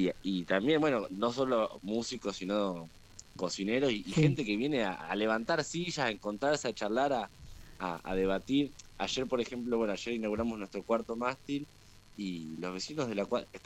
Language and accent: Spanish; La Plata, Buenos Aires Province, Argentina; somos nosotros, bueno, platenses, la mayoría